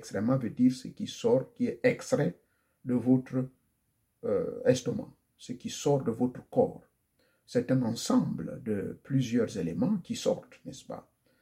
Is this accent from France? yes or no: no; Gabon; Mon pays d'origine, le Gabon